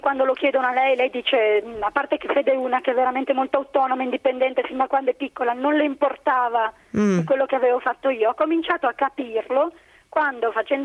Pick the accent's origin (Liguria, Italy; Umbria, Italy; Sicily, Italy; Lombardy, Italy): Lombardy, Italy; Milan; now in Aosta Valley, Italy; il fatto di essere milanese era quasi un vantaggio